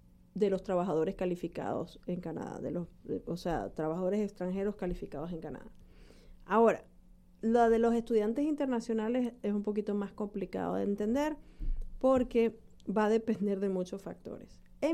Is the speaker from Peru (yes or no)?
no; Ecuador; no, yo soy ecuatoriano, no.